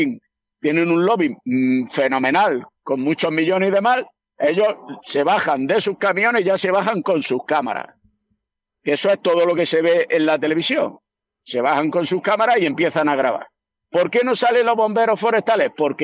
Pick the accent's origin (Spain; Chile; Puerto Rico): Spain; Jaén, Andalusia; Yo soy de Jaén, me llaman mañana para un incendio en Cádiz, ¿vale?